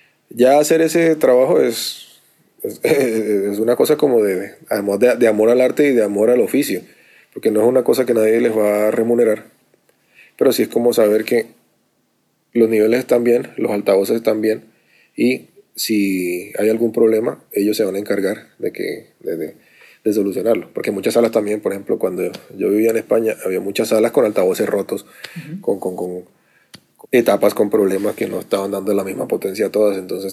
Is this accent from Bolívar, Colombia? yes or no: yes; Cartagena, Bolívar, Colombia; Yo soy de Cartagena, en Colombia, y normalmente hablamos rápido y hablamos distinto a la gente del interior del país.